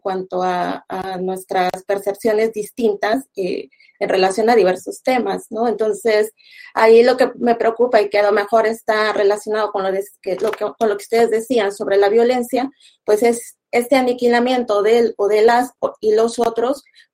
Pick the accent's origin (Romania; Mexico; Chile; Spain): Mexico; Bueno, yo soy mexicana, vivo en la frontera entre México y Estados Unidos